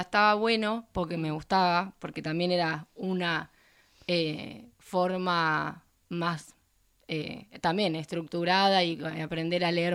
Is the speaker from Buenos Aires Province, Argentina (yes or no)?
yes; Azul, Buenos Aires Province, Argentina; Soy de Azul.